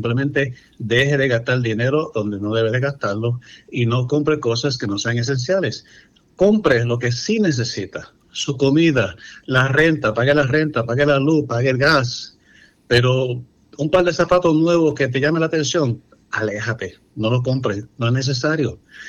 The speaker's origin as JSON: {"language": "Spanish", "town": "New York City", "region": "New York", "country": "United States", "tie": "born or raised there", "said": "obviamente nacido y criado en la ciudad de Nueva York, soy puertorriqueño"}